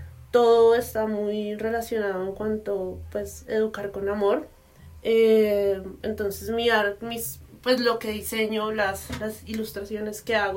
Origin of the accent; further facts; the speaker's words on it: Bogotá, Bogotá Capital District, Colombia; soy de Bogotá.